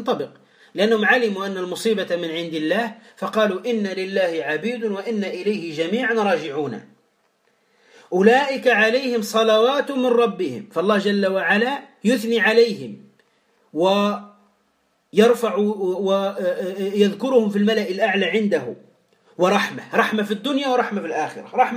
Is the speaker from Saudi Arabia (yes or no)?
no; Tunisia; يعني ماذا نقول في المثل عندنا في تونس يا إخوة؟